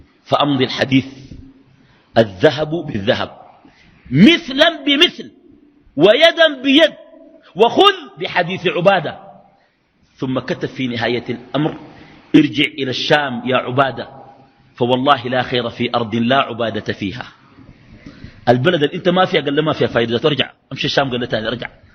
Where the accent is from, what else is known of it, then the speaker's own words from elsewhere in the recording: Sudan; وعندنا في السودان من يفعله ليس للأنبياء